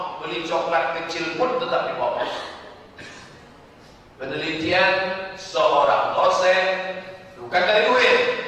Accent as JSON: {"language": "Indonesian", "town": "Kuala Riau", "region": "Riau", "country": "Indonesia", "said": "Saya dari Kuala Riau."}